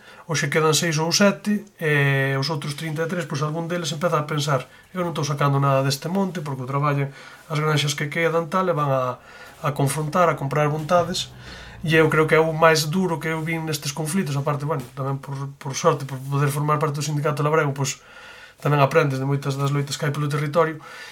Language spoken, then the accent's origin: Galician; A Pontenova, Galicia, Spain; Bueno, eu veño do Concello de Pontenova.